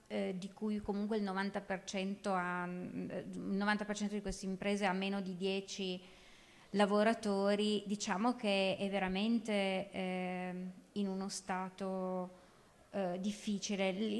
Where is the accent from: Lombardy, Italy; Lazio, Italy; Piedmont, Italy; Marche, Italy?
Piedmont, Italy; Turin; moved away as an adult; io sono una torinese che sono andata via da Torino all'età di 20 anni più o meno e tornata 25 anni dopo in una città completamente trasformata, nel senso che io sono cresciuta davanti a una fabbrica di pneumatici che inquinava